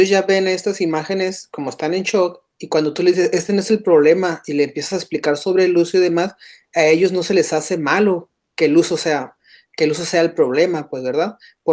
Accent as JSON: {"language": "Spanish", "region": "Sonora", "country": "Mexico", "said": "Y pues como somos de Sonora y en Sonora se produce de una manera diferente la carne"}